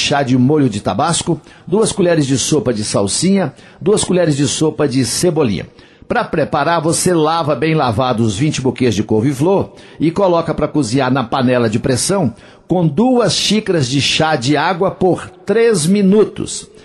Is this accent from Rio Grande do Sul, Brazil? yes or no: no; Coromandel, Minas Gerais, Brazil; lá em Coromandel, nas Minas Gerais, lá na minha terra